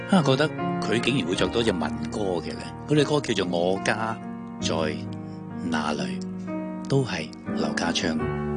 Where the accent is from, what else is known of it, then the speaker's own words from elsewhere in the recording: Hong Kong; 我哋香港人係好熟悉嘅